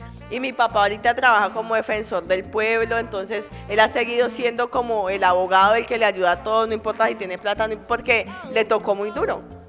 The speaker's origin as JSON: {"language": "Spanish", "region": "Chocó", "country": "Colombia", "tie": "born or raised there", "said": "gringo me devolvió al Chocó. Me casé con un gringo y vivimos, y fue mi primera experiencia de vivir en mi pueblo ya mucho tiempo"}